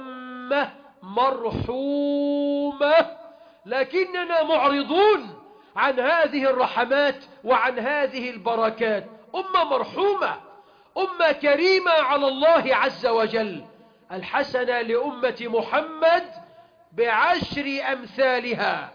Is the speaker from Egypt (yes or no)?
yes; Egypt; اللهم اجعل بلدنا مصر أمنا أمانا